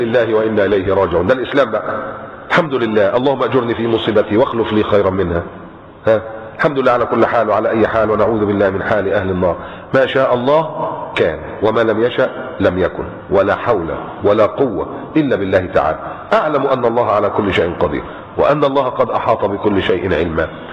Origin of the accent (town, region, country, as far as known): Egypt; now in Qatar